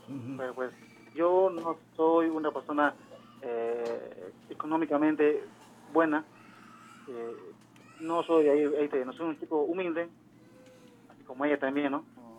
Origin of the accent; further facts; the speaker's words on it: Lima, Peru; A ver, yo soy de Lima, Lima, Perú.